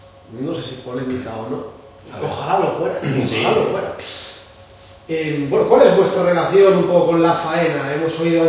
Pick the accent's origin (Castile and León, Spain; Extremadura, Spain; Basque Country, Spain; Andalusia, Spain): Castile and León, Spain; Salamanca; Yo soy de Salamanca también.